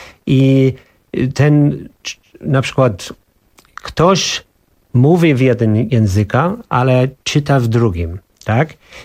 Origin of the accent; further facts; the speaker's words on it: Ireland; Polish is a second language; now in Poland; Moje dzieciństwo było w Irlandii, było jeden taki kulturę